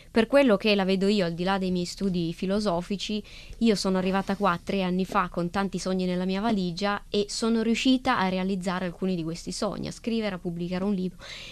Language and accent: Italian; Piedmont, Italy; Dalle Langhe.